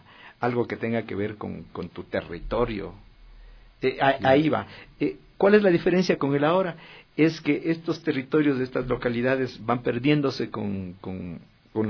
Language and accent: Spanish; Quito, Pichincha, Ecuador; me cautivaron el alma, como sujeto quiteño, como sujeto ecuatoriano.